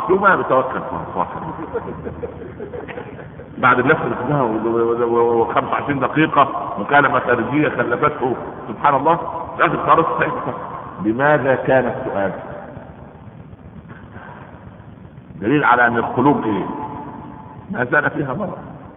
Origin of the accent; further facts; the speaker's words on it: Egypt; احنا عندنا في مصر كان لما التاجر يجد الحكايه من جايبه ثمنها